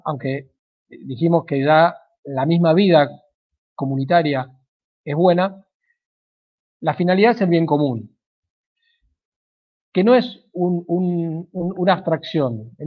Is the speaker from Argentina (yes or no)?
yes; Argentina; pero somos argentinos y en cuanto tal somos distintos a los norteamericanos